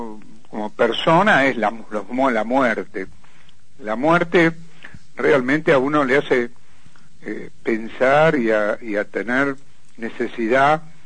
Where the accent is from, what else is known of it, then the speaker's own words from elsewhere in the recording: La Plata, Buenos Aires Province, Argentina; Yo, que soy de La Plata, una persona de bastante tiempo, nunca vi una cosa igual.